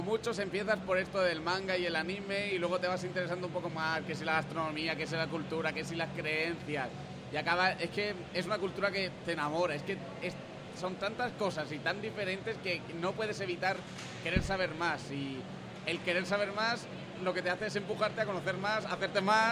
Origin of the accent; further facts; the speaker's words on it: Murcia, Region of Murcia, Spain; Yo, por ejemplo, vengo de Murcia